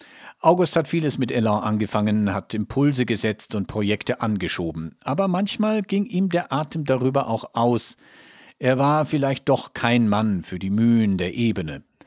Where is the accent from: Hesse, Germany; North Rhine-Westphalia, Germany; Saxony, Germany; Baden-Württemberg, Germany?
Saxony, Germany; Als Sachse, der mit dem Mythos groß geworden ist, hätte ich ihn gerne gefragt, wie viele Kinder er wirklich gehabt hat.